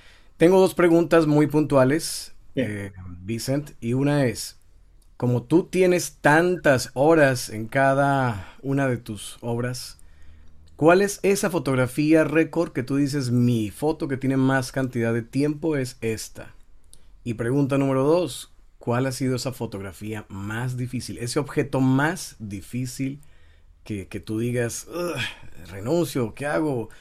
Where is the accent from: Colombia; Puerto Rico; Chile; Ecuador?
Colombia; now in Tijuana, Mexico; Yo soy colombiano, hace 6 años estoy aquí en Tijuana, México.